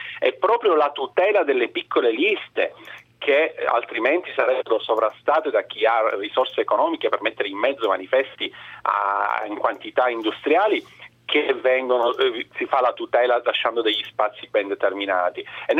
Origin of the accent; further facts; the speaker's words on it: Brescia, Lombardy, Italy; io vengo da Brescia, quindi mi sono occupato in particolare della provincia di Brescia.